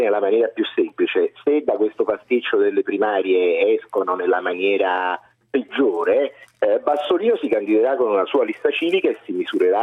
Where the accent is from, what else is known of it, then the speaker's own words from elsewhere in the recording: Naples, Campania, Italy; Io sono napoletano